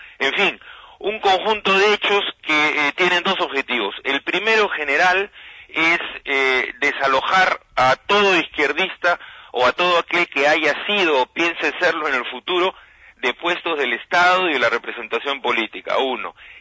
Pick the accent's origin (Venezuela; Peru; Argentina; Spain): Peru; a seguir la lucha como un antiguo militante de izquierda al lado de mi pueblo en el Perú.